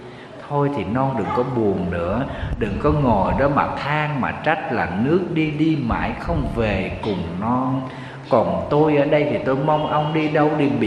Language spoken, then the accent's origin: Vietnamese; Southern Vietnam, Vietnam; Ở miền Nam thì mình thì lá rụng 2 lần. Quê em hay mùa mưa nắng thì lá thường nó rụng 2 lần.